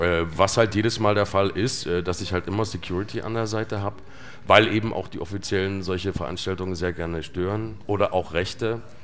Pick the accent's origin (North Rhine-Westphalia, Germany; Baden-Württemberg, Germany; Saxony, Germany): Saxony, Germany; Plauen; born there; Also ich bin ja im Süden der DDR geboren, in Plauen.